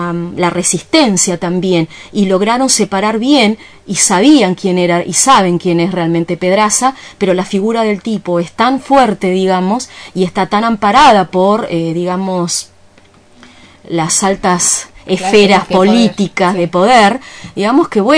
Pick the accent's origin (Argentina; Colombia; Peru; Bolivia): Argentina; Comodoro Rivadavia, Chubut; Yo soy de Comodoro Rivadavia y bien sé lo que ocurrió en esa ciudad